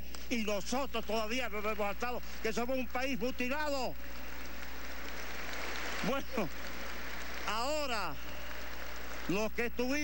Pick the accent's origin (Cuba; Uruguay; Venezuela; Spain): Venezuela; vengo de Venezuela